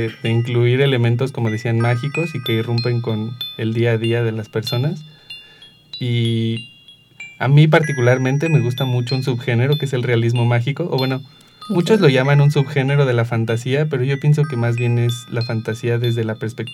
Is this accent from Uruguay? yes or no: no; Mexico; como mexicano lo primero que uno piensa es esto está inseguro.